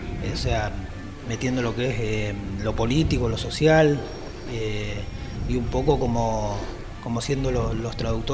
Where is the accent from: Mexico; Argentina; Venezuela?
Argentina; Bahía Blanca, Buenos Aires Province; nací en Bahía Blanca, fui nacido en Bahía Blanca y, digamos, donde yo, digamos, viví prácticamente todos mis años fueron en el barrio Mapuche, que está cerca de Villa Rosas.